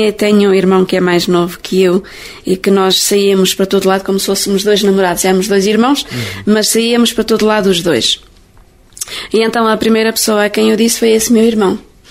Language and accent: Portuguese; Leiria, Portugal; Eu sou de Leiria, diocese de Leiria, da paróquia de Monte Redondo.